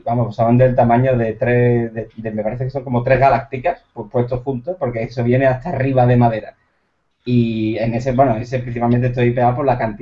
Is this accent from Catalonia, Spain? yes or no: no; Andalusia, Spain; Yo soy andaluz, pero tengo que tener un ramalazo catalán por algún lado.